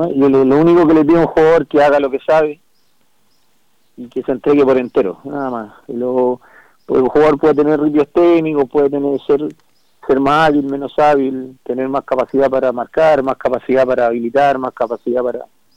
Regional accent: Peñaflor, Santiago Metropolitan Region, Chile; incluso somos ambos de Peñaflor, así que nos conocíamos mucho

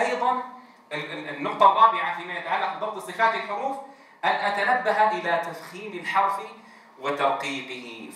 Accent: Syria; في لهجتنا مثلا نحن نقول همزة همزة، أو همزي كما في بعض مناطقنا في سوريا

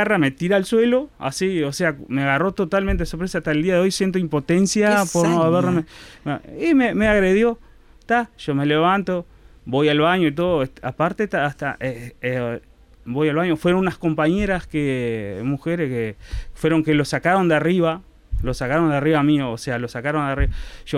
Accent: Bella Unión, Artigas, Uruguay; yo soy de Bella Unión. Nací, me crié dentro del sindicato de Utaca

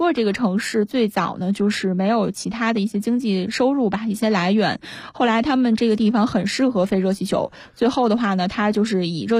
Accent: northern China, China; 因为我作为北方人，我到南方去建了一个基地，这个语言上是我当时最大的障碍。

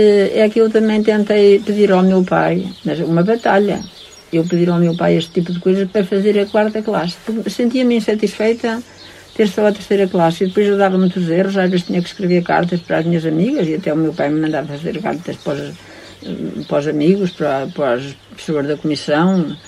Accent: Chão Sobral, Centro, Portugal; E eu disse, mas a minha terra ainda é boa para férias, e a sua nem para férias é boa.

